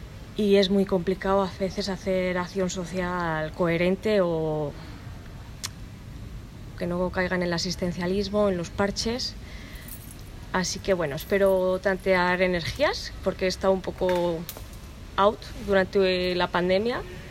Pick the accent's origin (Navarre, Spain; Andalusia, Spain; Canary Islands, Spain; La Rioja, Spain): La Rioja, Spain; Logroño; vengo de Logroño